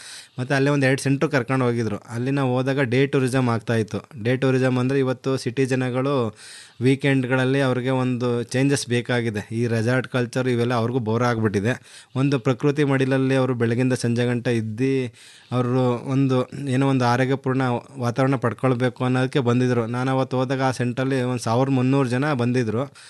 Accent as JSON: {"language": "Kannada", "town": "Dinka", "region": "Karnataka", "country": "India", "tie": "born or raised there", "said": "ನನ್ನೂರು Dinka ಗ್ರಾಮ, ಪಾಂಡುಪುರ ತಾಲೂಕು, ಮಂಡ್ಯ ಜಿಲ್ಲೆ. ಮೂಲತಃ ನಾನು ಕೃಷಿಕ. ನನ್ನ ತೋಟದಲ್ಲಿ ವಾಸ ಮಾಡ್ತಾ ಪರಿಪೂರ್ಣವಾಗಿ ಕೃಷಿ ಮಾಡ್ತಾ ಇದ್ದೀನಿ."}